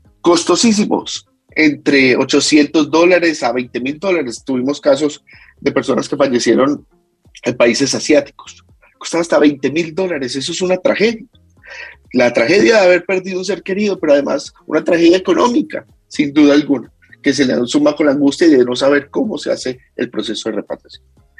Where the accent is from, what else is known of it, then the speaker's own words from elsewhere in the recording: Colombia; todos somos colombianos al fin y al cabo.